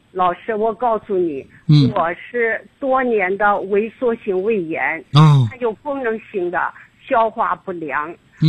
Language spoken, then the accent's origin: Chinese; Nanjing, Jiangsu, China; 我是南京人。